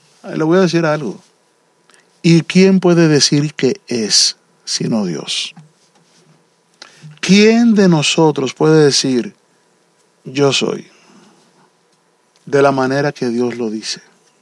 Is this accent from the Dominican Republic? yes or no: yes; Dominican Republic; Y mi mamá nació a los 5 años de que ese caballero fuera presidente allá en la República Dominicana.